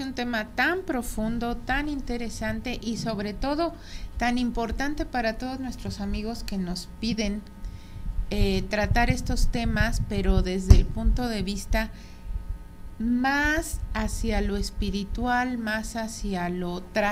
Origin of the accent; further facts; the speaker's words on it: Mexico; gracias a nuestra cultura y ya nuestra manera de ser ideológica y formal como mexicanos